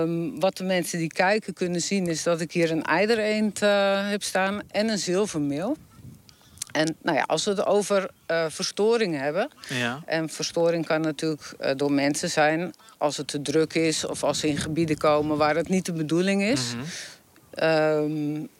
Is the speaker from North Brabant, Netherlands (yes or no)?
no; Texel, North Holland, Netherlands; Ja, ik ben geboren en getogen op Texel. Vlak aan de duinen, vlak aan het bos.